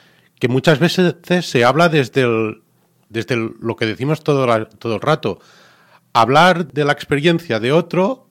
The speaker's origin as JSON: {"language": "Spanish", "region": "Catalonia", "country": "Spain", "said": "Nosotros venimos de Cataluña, ahí hay asociaciones."}